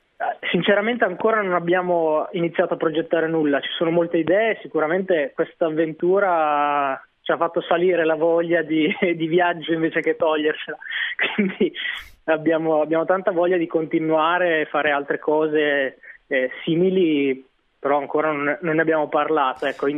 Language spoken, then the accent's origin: Italian; Reggio Emilia, Emilia-Romagna, Italy; Noi siamo tutti e due di Reggio Emilia.